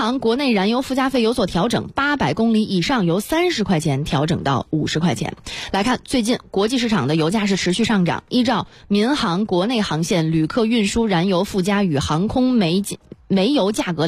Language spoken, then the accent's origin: Chinese; China